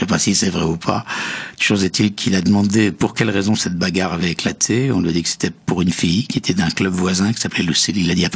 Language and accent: French; Metz, Grand Est, France; Pourtant, il est lorrain comme moi. Il est de Nancy, moi je suis de Metz.